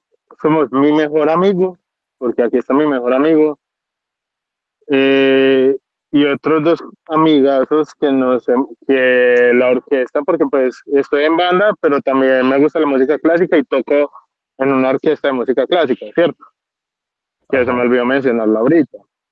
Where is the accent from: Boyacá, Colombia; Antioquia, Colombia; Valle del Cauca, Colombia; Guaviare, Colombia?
Antioquia, Colombia; Andes; Yo soy de Andes, pues soy criado en Andes.